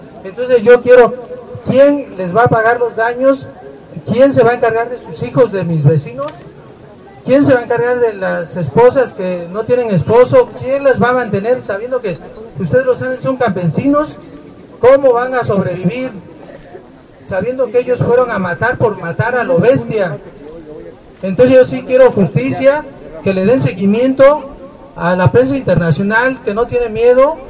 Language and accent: Spanish; Nochixtlán, Oaxaca, Mexico; Yo también soy de Nochislán, de Zahuatlán, pero estoy cerca, a 7 kilómetros. Entonces yo conozco a todos.